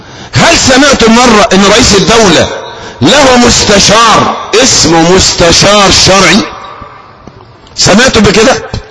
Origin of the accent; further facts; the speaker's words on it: Egypt; مثلا عندنا في مصر مصلحة ضخمة جدا